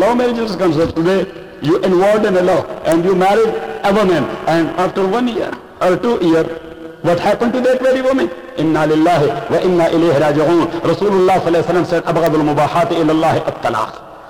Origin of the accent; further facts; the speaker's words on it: Pashtun area, Pakistan; Me, Hafiz sir, Qari sir, and our two lalas, big brothers, we are from the Pashtun area. In Pashtun area, you cannot imagine to divorce your wife, because that is against the tradition of the Pashtun people.